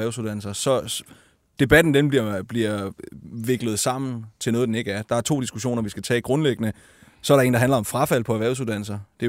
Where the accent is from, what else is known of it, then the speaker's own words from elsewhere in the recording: Region of Southern Denmark, Denmark; jeg er fra Fyn, så nævner jeg sjovt nok et fynsk eksempel.